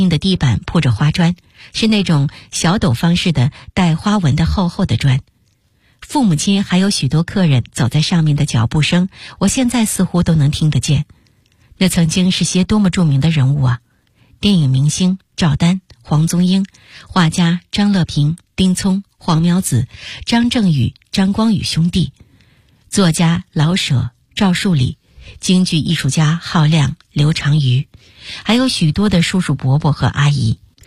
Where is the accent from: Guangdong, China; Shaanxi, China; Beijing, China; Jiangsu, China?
Beijing, China; 让我真正产生记忆的家，是我出生的地方，在北京的王府井附近，协和医院的后身，那个胡同叫马家庙，九号是我家的门牌，一个有着18间房屋的四合院